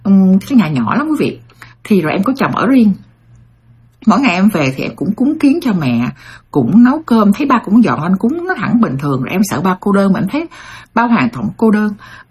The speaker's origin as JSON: {"language": "Vietnamese", "country": "United States", "tie": "born or raised there", "said": "Em bỏ qua rất là dễ bởi vì em lớn lên ở Mỹ và em hiểu cái người già cô đơn"}